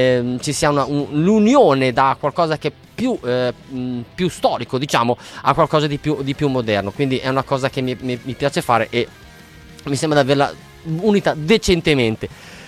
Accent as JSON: {"language": "Italian", "town": "Bologna", "region": "Emilia-Romagna", "country": "Italy", "said": "E quindi ovviamente essendo bolognese, quindi la sento un attimo più vicino."}